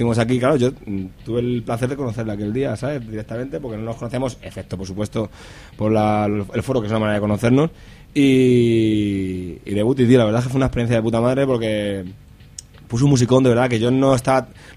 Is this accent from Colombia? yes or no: no; Villaverde, Community of Madrid, Spain; yo soy de Toledo, ahí en Toledo, pues nos pillaba de booty, tío, nos pillaba de booty. Bueno, yo soy, ya sabes tú que yo soy de Villaverde de nacimiento, pata negra, auténtica.